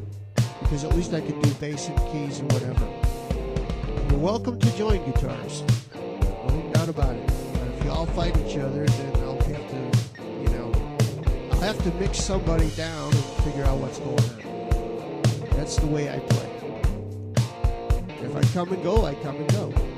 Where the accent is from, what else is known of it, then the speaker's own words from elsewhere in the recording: Phoenix, Arizona, United States; And I speak English. I'm American. I come from the USA, Phoenix, Arizona.